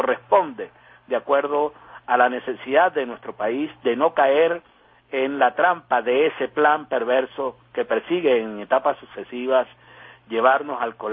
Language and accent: Spanish; Venezuela; Hagamos eso como venezolanos